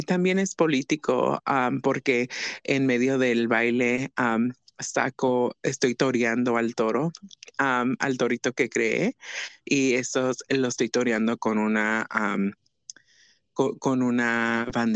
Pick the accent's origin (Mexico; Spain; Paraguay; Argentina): Mexico; Oaxaca; yo soy una mujer transgénero, yo soy de Oaxaca, y yo soy una artista